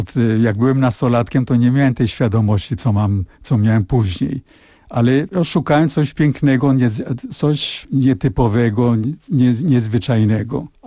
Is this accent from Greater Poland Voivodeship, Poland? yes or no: no; Żyrardów, Masovian Voivodeship, Poland; born there; A ja się urodziłem na stole, na gazetach, a mój ojciec musiał szukać akuszerkę i miał karabin ze sobą, ponieważ jeszcze trochę tych Niemców było w Żyrardowie